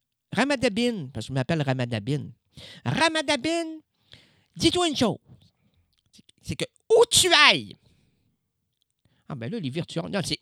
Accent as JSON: {"language": "French", "town": "Drummondville", "region": "Quebec", "country": "Canada", "lives_now": "Blainville, Canada", "said": "Non, je viens pas de Blainville, moi. Non, moi, je viens de Drummondville. Mais, ouais, mais j'ai décidé de prendre une chambre à Blainville pour refaire ma vie. Ah, j'ai refait ma vie, là j'ai 42 ans"}